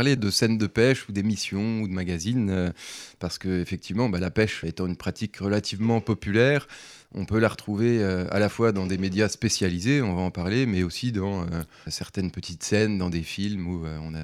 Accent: Grand Est, France; Ils sont venus tourner un petit peu chez nous en Meurthe-et-Moselle.

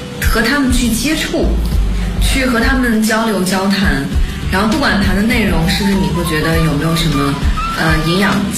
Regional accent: China; 就我们中国人其实做事情蛮讲究效率的

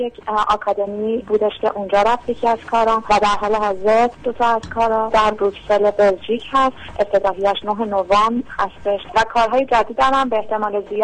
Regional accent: Iran; اگر با شرایط جامعه‌ای که در اون به دنیا اومدم و زندگی کردم مشکلی داشتم، حالا مشکل من تو جامعه امروز ایران

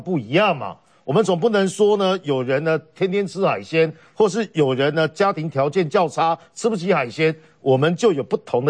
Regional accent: Chiayi, Taiwan; 对就像我来自嘉义啊我跟这个议语委员一样身份证都是 Q 开头的嘛、嗯、所以说呢我以啊嘉义人为荣

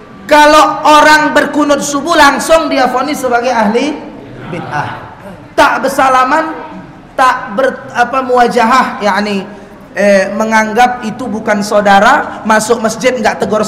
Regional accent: Medan, North Sumatra, Indonesia; Kebetulan saya bapak ibu orang Medan, Sumatera Utara, Melayu, Deli, Deli Serdang.

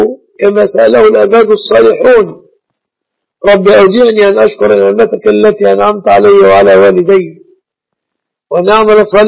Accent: Egypt; أهل الله علينا وعليكم هلاله بالأمن والإيمان والسلامة والإسلام على بلادنا مصر وعلى بلاد المسلمين في كل مكان.

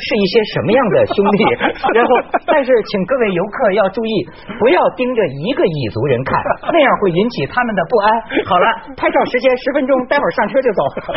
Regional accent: Shijiazhuang, Hebei, China; 你知道我们石家庄那儿也有一个

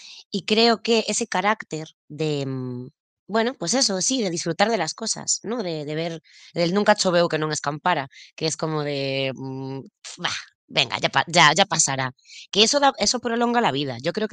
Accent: Galicia, Spain; Siempre digo que los gallegos somos como catalanes

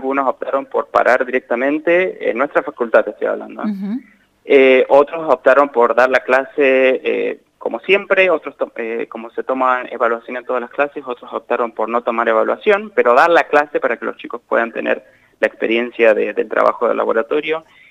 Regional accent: Santa Rosa, La Pampa, Argentina; born there; yo nací acá, en Santa Rosa. Mis papás no son de Santa Rosa, mi mamá es de Villa Mercedes San Luis y mi papá es de San Basilio, Córdoba. Uh-huh. Pero se mudaron para allá, y ahí es donde yo nací.

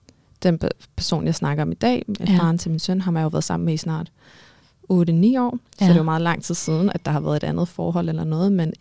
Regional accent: Armenia; Danish is a second language; now in Denmark; Jeg er fra Armenien.

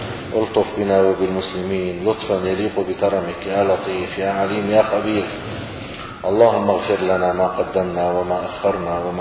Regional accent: Syria; نحن الآن في المدن، عندنا في سوريا في المدن الدار يقال لها بيت،

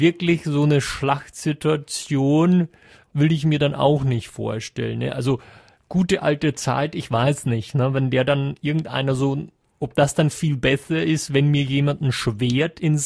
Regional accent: Germany; now in Austria; ich als Deutscher hier in Österreich relativ oft mit sowas konfrontiert werde.

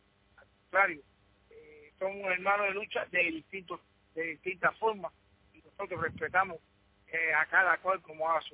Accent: Cuba; somos cubanos.

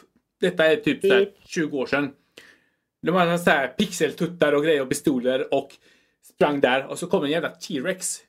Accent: Chile; now in Sweden; jag är från Chile, så jag måste slinka in det där.

